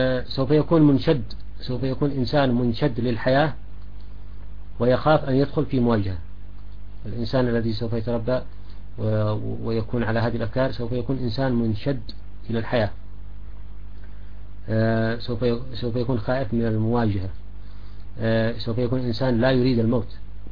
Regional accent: Sanaa, Amanat Al Asimah, Yemen; يعني في مثلا عندنا في صنعاء ناس بيجوا مثلا بلاطية

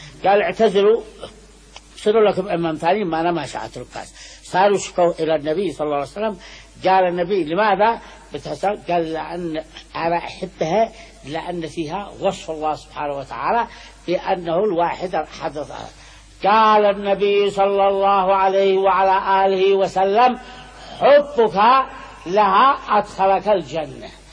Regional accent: Sanaa, Amanat Al Asimah, Yemen; وأنا لي من صنعاء وقلت في صنعاء ونشأت في صنعاء،

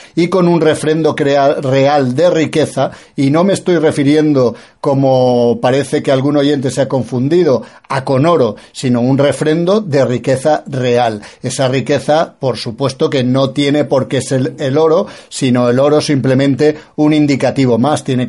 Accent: Spain; como los españoles tenemos un punto caínita

